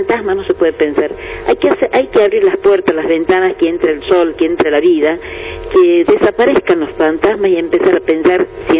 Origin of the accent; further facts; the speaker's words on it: La Rioja, Argentina; la historia que nos contaron a nosotros en la escuela siendo riojanos